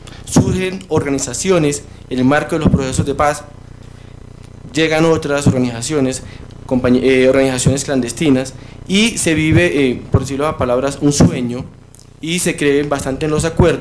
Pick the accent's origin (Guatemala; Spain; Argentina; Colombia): Colombia; para que nosotros como colombianos hagamos un balance